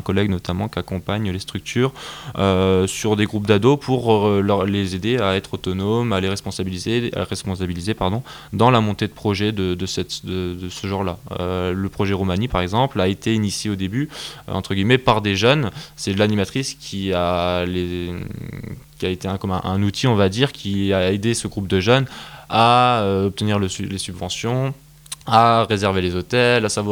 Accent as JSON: {"language": "French", "country": "France", "said": "sur d'autres coutumes et cultures qui sont différentes de chez nous en France."}